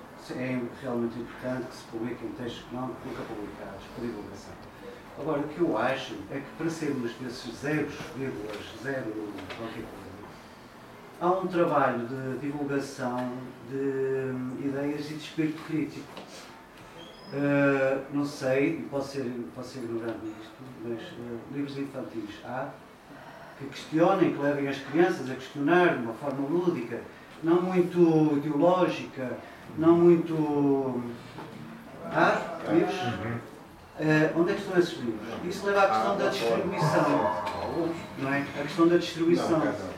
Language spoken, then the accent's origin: Portuguese; Viana do Castelo, Norte, Portugal; no sou de Porto, venho de Viana